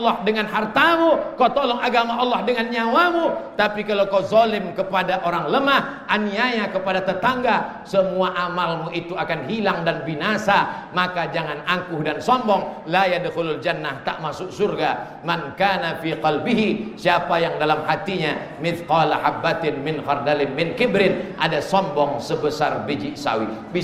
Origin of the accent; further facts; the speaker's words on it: Riau, Indonesia; Di kampung halaman kami di Riau, ada satu kabupaten namanya Indragiri Hilir.